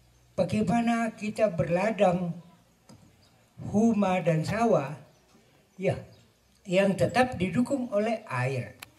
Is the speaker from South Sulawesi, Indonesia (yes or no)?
yes; South Sulawesi, Indonesia; Tidak usah kita resah bahwa kita orang Toraja ini lahir dan berkembang di pegunungan.